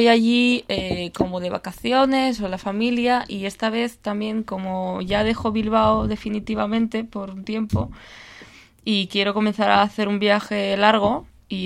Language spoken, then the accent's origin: Spanish; Ukraine; Spanish is a second language; yo soy de Ucrania, y el 1 de junio me voy allí a hacer un proyecto de fotografía